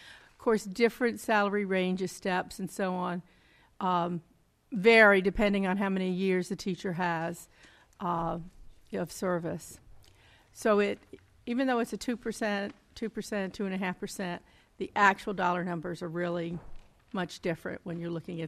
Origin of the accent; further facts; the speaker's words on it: New Hampton, United States; I'm from New Hampton, and I am the chair of the budget committee.